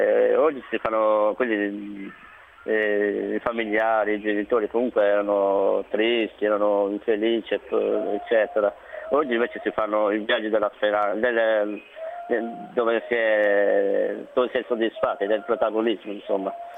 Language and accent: Italian; Carbonia, Sardinia, Italy; Io vengo da Carbonia, provincia di Carbonia e Brugesas, o comunque era ex provincia Cagliari.